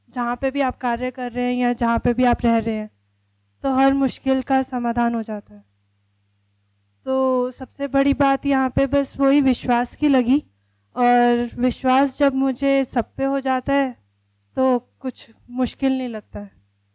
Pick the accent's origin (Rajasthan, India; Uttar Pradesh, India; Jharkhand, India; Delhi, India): Delhi, India; मैं दिल्ली से आई हूँ।